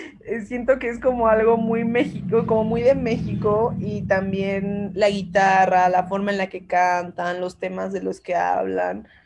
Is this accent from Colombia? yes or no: yes; Colombia; vengo pues de una familia, soy colombiana, entonces, o sea, mi papá es colombiano, y también viví en Colombia, y crecí en Colombia